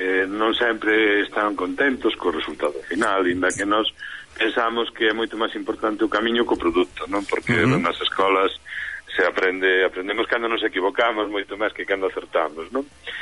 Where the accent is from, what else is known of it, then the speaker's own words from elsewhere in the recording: Ourense, Galicia, Spain; now in Pontevedra, Spain; porque somos un Ourense